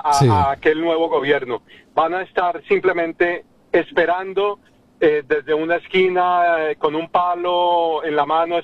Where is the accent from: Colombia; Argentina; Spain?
Colombia; no se nos corta ese cordón umbilical que nos indica que somos colombianos